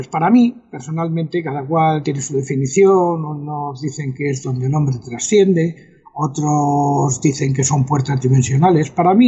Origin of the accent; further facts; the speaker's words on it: El Escorial, Community of Madrid, Spain; el monasterio del Escorial, que como tú sabes, es mi pueblo.